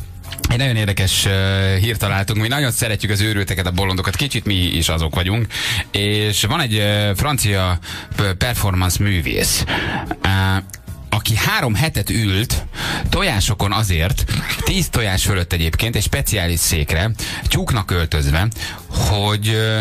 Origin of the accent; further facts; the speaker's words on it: Lőrinci, Heves, Hungary; te én Lőrinci vagyok, nem Calgary felsőn születtem